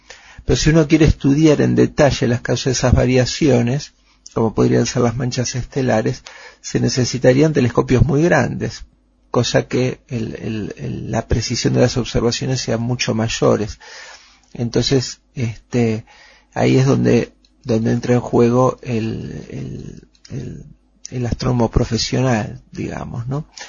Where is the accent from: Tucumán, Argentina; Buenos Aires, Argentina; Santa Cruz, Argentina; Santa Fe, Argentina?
Buenos Aires, Argentina; nací y me crié en Buenos Aires, en una época en que la ciudad era mucho más chica, mucho más segura de lo que es hoy, y además se podían ver las estrellas.